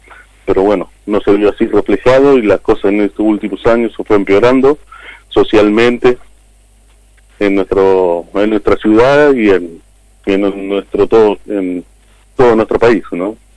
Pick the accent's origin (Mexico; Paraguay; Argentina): Argentina; me duele como ser argentino y el estar en esta sociedad